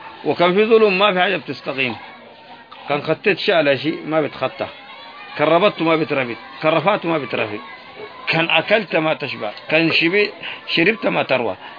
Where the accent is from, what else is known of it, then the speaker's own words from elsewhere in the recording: Yemen; أنا يمني والحرف العراق ما كان نقول بالي وباله